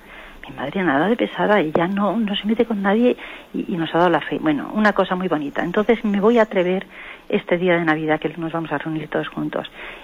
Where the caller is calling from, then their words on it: Madrid, Community of Madrid, Spain; de Madrid.